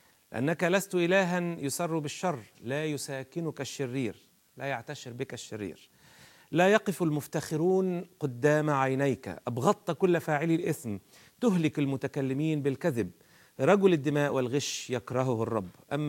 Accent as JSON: {"language": "Arabic", "country": "Egypt", "said": "ولما نقول إنه بلادنا مصر تنتظر شيء جديد مختلف"}